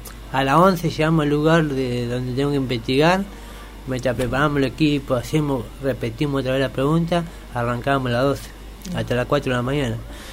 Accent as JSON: {"language": "Spanish", "country": "Chile", "said": "yo vengo de Chile"}